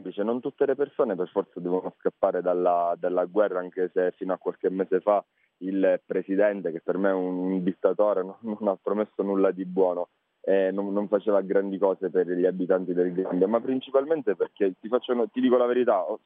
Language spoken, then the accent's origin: Italian; Sicily, Italy; accent: Sicilian; Sono della provincia più meridionale, la provincia di Ragusa, conosciuta per il barocco